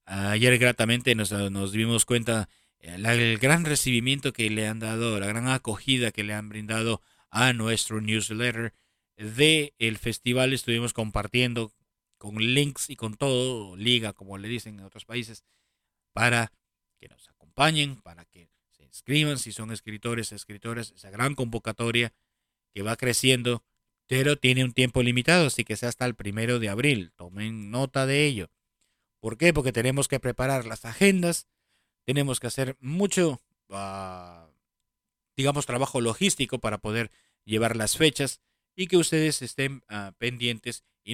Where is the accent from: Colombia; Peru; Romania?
Peru; born there; donde yo nací, que es Perú